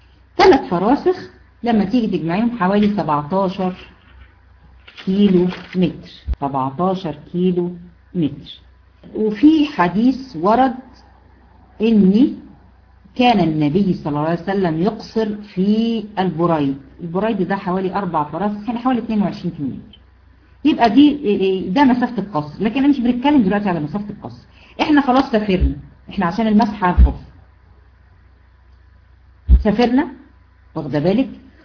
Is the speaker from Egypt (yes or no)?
yes; Egypt; احنا هنا عندنا في مصر عارفين الكارثة اللي هي بتفصل ما بين المدينة وبعضها،